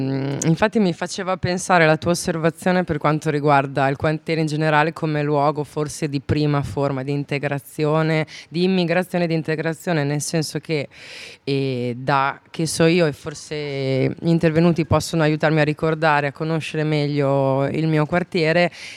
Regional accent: Corticella, Emilia-Romagna, Italy; Sono nata e cresciuta a Corticella, sì.

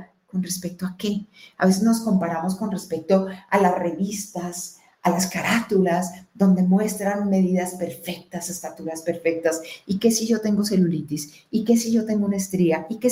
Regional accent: Colombia; born there; No. ¿Mi verdad es que yo nací en Colombia? No. ¿Mi verdad es que soy mujer? No.

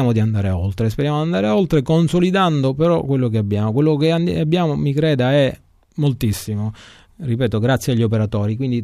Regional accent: Sicily, Italy; proprio perché sono un siciliano convinto

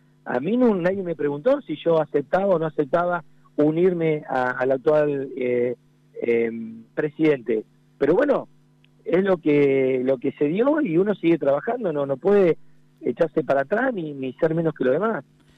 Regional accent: La Adela, La Pampa, Argentina; also born or lived in Bahía Blanca; Sí, nací en Bahía Blanca, pero nada, nací por una cuestión de seguridad para mi madre, el parto, pero sí, siempre estuve en la localidad de la Adela.

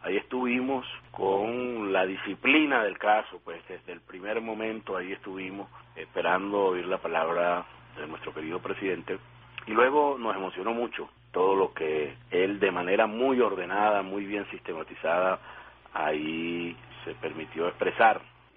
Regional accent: Venezuela; su interés como seres humanos, como venezolanos, que nos conmovió muchísimo.

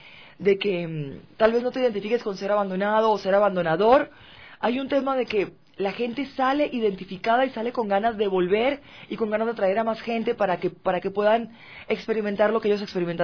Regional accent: Venezuela; now in Quito, Ecuador; yo que soy venezolana y tal vez no estoy tan incorporada aún con la sociedad quiteña

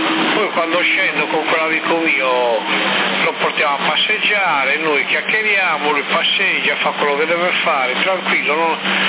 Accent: Sassari, Sardinia, Italy; Negativo. Sono di Sassari, non di Bosa.

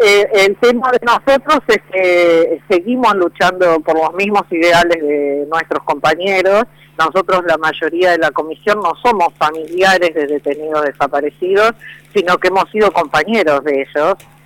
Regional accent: Uruguay; pero aclarando que además como uruguayos, no solo allí

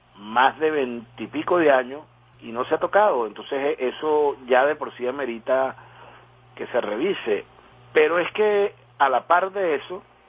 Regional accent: Venezuela; Como venezolano, uno se debe sentir afectado por esta situación.

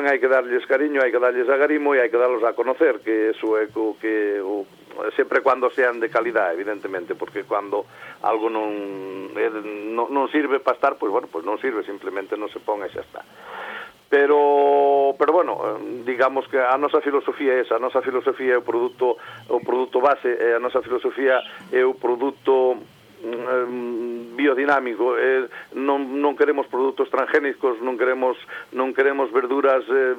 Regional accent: Galicia, Spain; now in Barcelona, Spain; hai personas que se dedican á hostelería en Barcelona, gracias a Dios, somos moitos galegos que nos dedicamos.

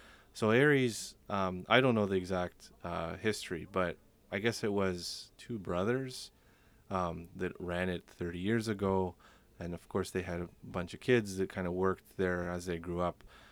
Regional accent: Toronto, Ontario, Canada; I'm from Toronto, Ontario, and the story's also from Toronto, Ontario.

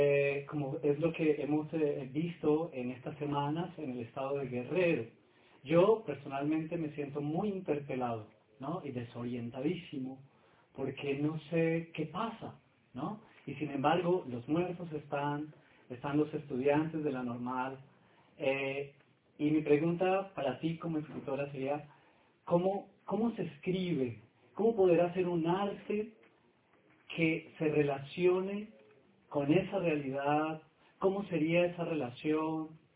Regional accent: Colombia; Yo soy colombiano y he vivido también la guerra en Colombia.

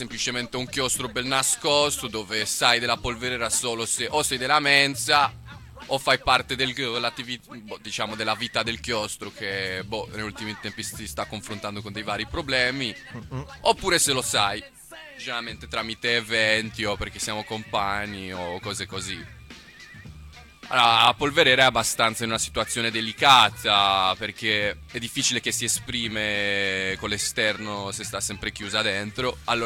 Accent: Florence, Tuscany, Italy; Un quartiere dove non trovi nessun senso come fiorentino o come persona che si vive Firenze di starci

